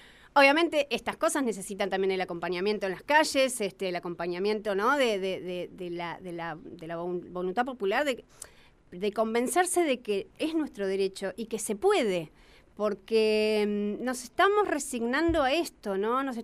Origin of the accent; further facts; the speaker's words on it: General Pico, La Pampa, Argentina; Yo soy de General Pico.